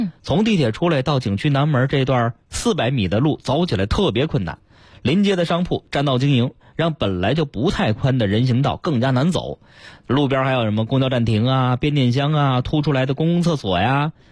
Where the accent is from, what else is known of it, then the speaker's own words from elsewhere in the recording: Beijing, China; 我们北京人常去的什刹海一带啊，还有国子监